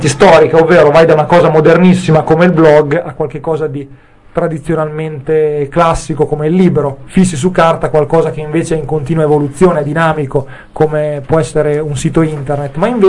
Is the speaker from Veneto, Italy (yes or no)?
no; Emilia-Romagna, Italy; No, Romagna, io sono romagnolo